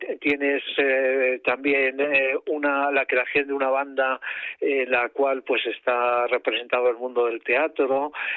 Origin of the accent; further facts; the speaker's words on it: Spain; A mí me gusta decir que soy el primer español